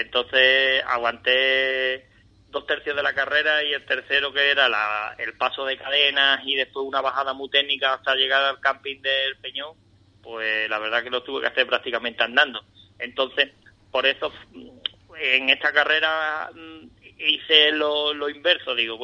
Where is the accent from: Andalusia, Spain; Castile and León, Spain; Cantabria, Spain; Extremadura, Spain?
Andalusia, Spain; Ronda; tengo amigos con los que corro en Ronda y demás, ¿vale? En mi otra ciudad, bueno, mi ciudad natal